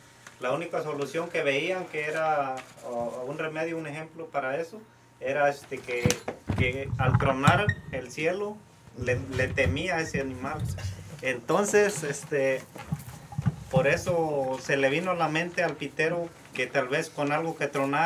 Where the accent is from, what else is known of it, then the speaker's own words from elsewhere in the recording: Jaliaca de Catalán, Guerrero, Mexico; de donde somos originarios, somos de Jaliaca de Catalán, Guerrero.